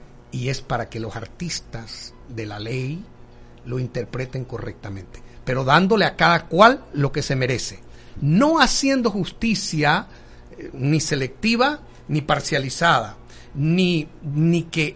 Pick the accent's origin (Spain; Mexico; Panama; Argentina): Panama; Tolé, Chiriquí; porque yo soy un hombre de Tolé, nacido en Tolé, crecido en Tolé, mi familia se estableció allí